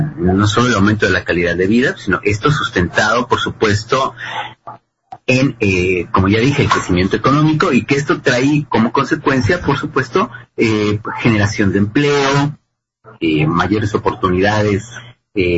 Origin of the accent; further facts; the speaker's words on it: Mexico; Creo que para quienes viven en México, quienes somos mexicanos